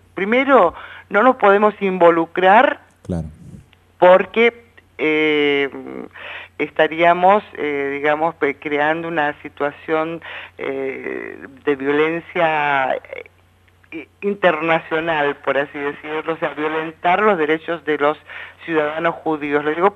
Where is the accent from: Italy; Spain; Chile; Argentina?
Argentina; estamos también permitiendo que se nos viole a nosotros como argentinos nuestros derechos constitucionales